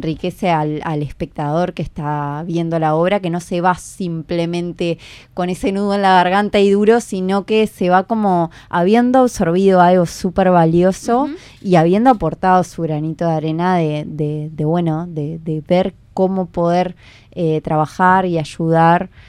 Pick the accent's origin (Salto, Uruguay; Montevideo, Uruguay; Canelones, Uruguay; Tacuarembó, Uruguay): Montevideo, Uruguay; Yo soy de Montevideo, me había ido cuando quedé embarazada de mi hijo. Estuve trabajando en Mercedes un tiempo y ahora volví hace 2 años.